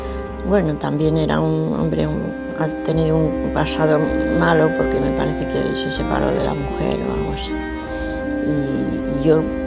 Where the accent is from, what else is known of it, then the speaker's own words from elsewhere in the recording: Argentina; born there; fue cuando yo nací allí en Argentina.